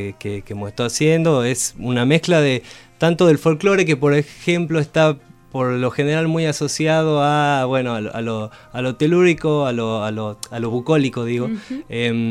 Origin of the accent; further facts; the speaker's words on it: Tucumán, Argentina; soy de Tucumán, vivo acá hace 7 años. Me he venido a estudiar la carrera de música popular a la facultad acá de Bellas Artes